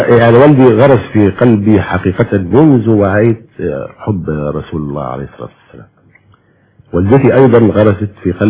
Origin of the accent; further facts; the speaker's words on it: Egypt; واحنا يا مصريين كل المصريين محبين جدا لاهل البيت